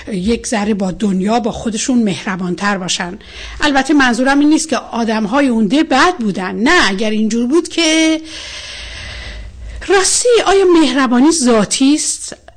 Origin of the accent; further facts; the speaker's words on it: Mazandaran, Iran; وقتی من به شما میگم من مازندرانی هستم، این یک نسبت جغرافیایی است نه قومی.